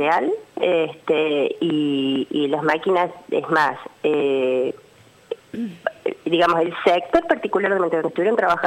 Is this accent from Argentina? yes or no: yes; Cosquín, Córdoba, Argentina; voy a hablar particularmente de Cosquín, porque yo soy de Cosquín.